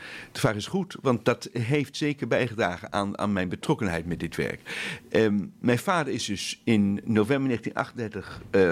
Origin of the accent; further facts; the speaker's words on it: Veenendaal, Utrecht, Netherlands; Ik kom uit Veenendaal